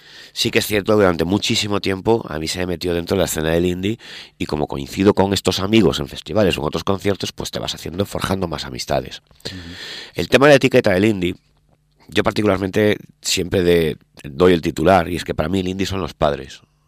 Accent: Vigo, Galicia, Spain; yo estoy en Bayona, siempre en verano. O sea, bueno, es la zona. O sea, Vigo es mi casa, es mi tierra, al fin y al cabo.

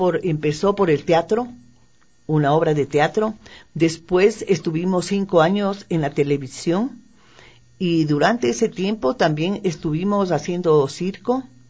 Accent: Quito, Pichincha, Ecuador; La parte humorística se refiere a lo que somos nosotros, los quiteños.

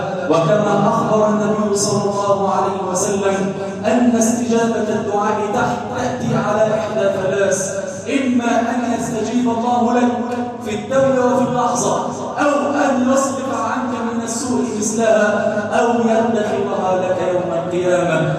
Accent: Egypt; اللهم اجعل بلدنا مصر واحه للامن والامان يا كريم

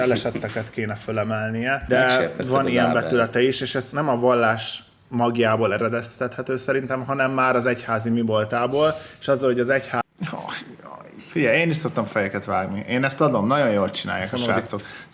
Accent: Hungary; Nem értik, hogy vidékről származom?

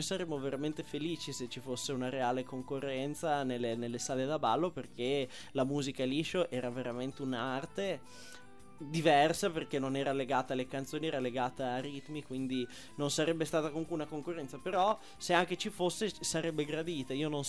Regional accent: Bologna, Emilia-Romagna, Italy; Siccome siamo di Bologna, il maiale ci vede

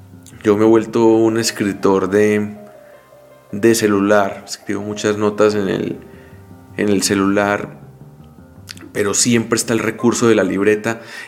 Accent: Colombia; como colombianos conocemos muy bien

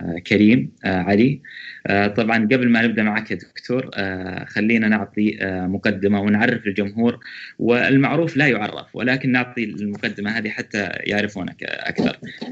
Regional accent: Saudi Arabia; من السعودية

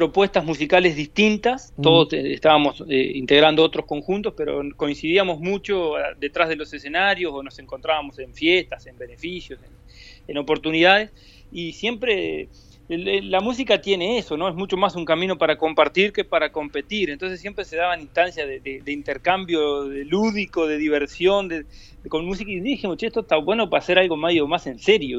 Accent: San Gregorio de Polanco, Tacuarembó, Uruguay; En realidad no somos ninguno oriundo de la capital. Yo soy de San Gregorio Polanco

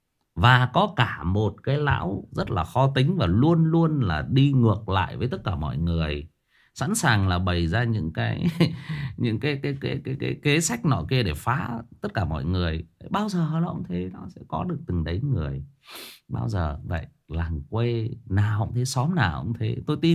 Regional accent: Thai Nguyen, Vietnam; Tôi thiệt thòi hơn nhiều anh chị em là tôi xa quê. Bố mẹ tôi thì quê gốc ở Hưng Yên, lên lập nghiệp ở trên Thái Nguyên, và anh chị em tôi là được sinh ra và lớn lên ở đây.

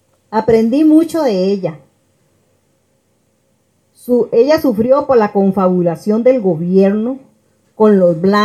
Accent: Sabalito, Puntarenas, Costa Rica; vengo de Sabalito de Cotobruz

